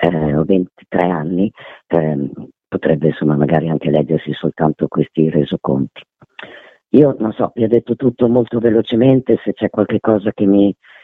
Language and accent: Italian; Bologna, Emilia-Romagna, Italy; visto che io vengo da Bologna